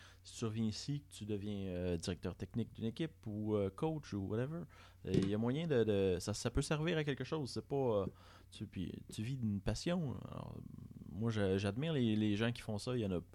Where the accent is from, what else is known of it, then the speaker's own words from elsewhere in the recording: Saint-Hyacinthe, Quebec, Canada; moi, je viens de Saint-Hyacinthe